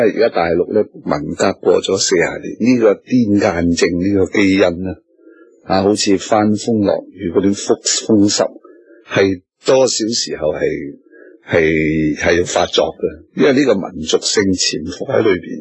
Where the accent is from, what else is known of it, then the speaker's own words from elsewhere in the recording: Hong Kong; 我唔担心啊！我系香港人。